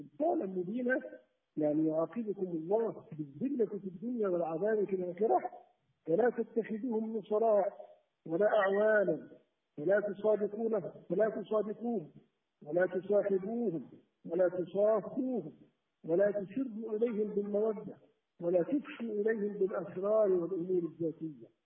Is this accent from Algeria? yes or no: yes; Algeria; أنا كمسلم، مثلا أنا مواطن جزائري